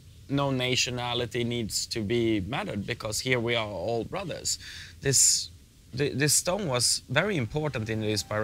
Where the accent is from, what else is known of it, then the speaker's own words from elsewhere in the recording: Turkey; And it's about my home country, Turkey.